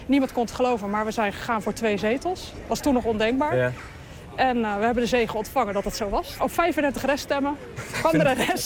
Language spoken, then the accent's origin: Dutch; Gouda, South Holland, Netherlands; born there; also born or lived in Utrecht; Kijk, ik ben geboren in Gouda. Ik heb ook veel met Gouda. Ik hou van Gouda.